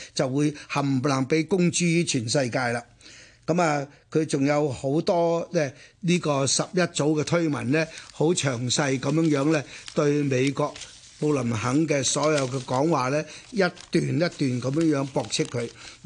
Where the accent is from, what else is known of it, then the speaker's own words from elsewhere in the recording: China; 咁當然我哋中國人應該覺得好高興